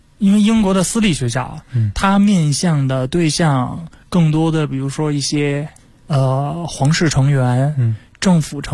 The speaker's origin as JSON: {"language": "Chinese", "country": "China", "said": "其实在我们中国人的心目当中，布里斯托的他的地位也是非常高的。"}